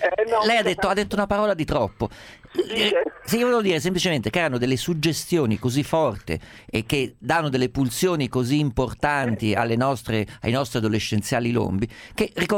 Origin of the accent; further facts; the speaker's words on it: Umbria, Italy; io sono umbro